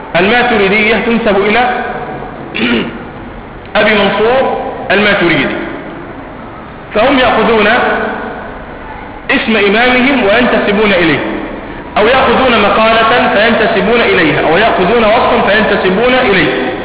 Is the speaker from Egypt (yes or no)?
yes; Egypt; عندنا في مصر